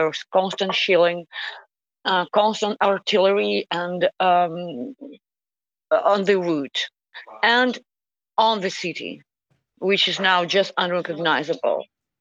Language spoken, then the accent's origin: English; Donetsk, Donetsk Oblast, Ukraine; moved away as an adult; I'm originally from Donetsk, and 8 years ago, at the beginning of this war, I had to flee and lose my home once.